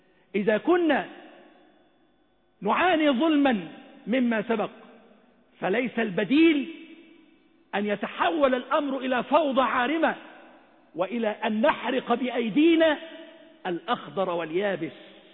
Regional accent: Egypt; اللهم اجعل بلدنا مصر أمنا أمانا سخاء رخاء

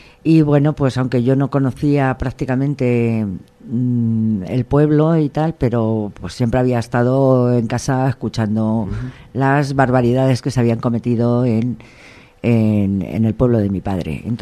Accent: Madrid, Community of Madrid, Spain; Mi identidad está en Madrid, yo soy madrileña

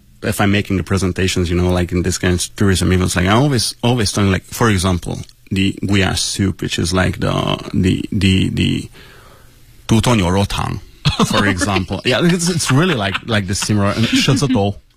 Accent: Hungary; English is a second language; It's like where are you from? Hungary. Like, are you hungry?

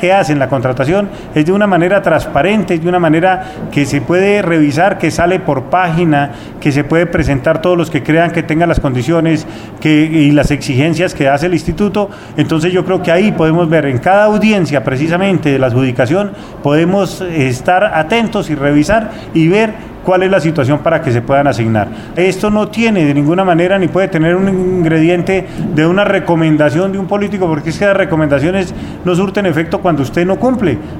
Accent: Fómeque, Cundinamarca, Colombia; donde fui alcalde de mi pueblo, de mi municipio Fome, que fui diputado de Cundinamarca en dos oportunidades

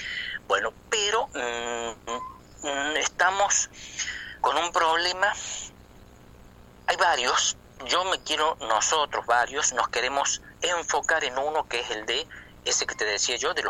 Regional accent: Córdoba, Argentina; accent: chuncano; los lugareños, ya no queremos hablar chuncano, ya parece que nos da vergüenza hablar, tener nuestra tonada, defender nuestra tonada.

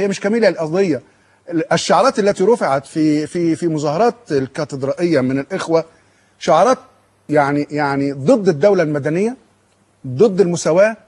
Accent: Egypt; أنا كقبطي مصري أو بلاش قبطي مصري، أنا كمصري قبطي لأن مصريتي تستسبق قبطيتي أو مسيحيتي

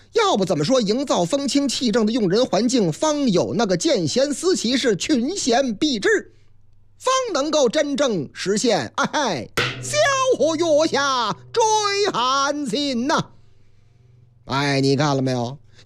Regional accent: Sichuan, China; 当然了，当然喽，四川是我的老家。

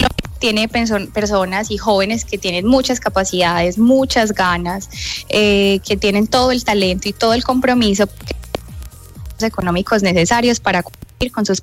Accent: Colombia; now in United States; todos somos corazones totalmente colombianos

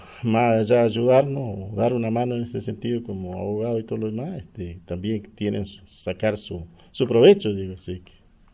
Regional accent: Neuquén, Argentina; Como mapuche y como argentino o como neuquino.

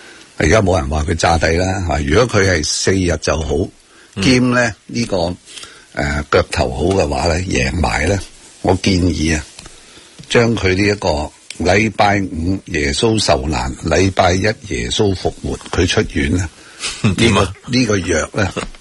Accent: Hong Kong; 当然为什么会跟我们香港人有些关系呢

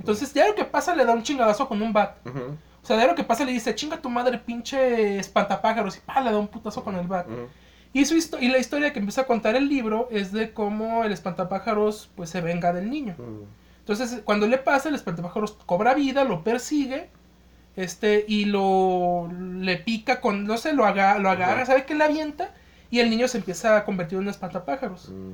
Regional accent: Mexico; nosotros vemos todo de nuestra burbujita como mexicanos

